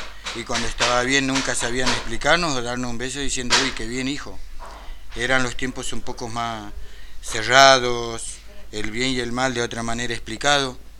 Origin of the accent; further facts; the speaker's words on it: Santiago del Estero, Argentina; hoy tengo 42 años, soy oriundo de Santiago del Estero, lo cual provengo de familia humilde.